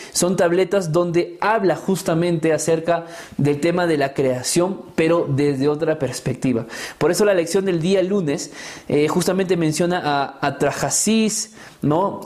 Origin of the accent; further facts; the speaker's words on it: Peru; incluso en nuestra cultura peruana, para los que somos peruanos, hemos crecido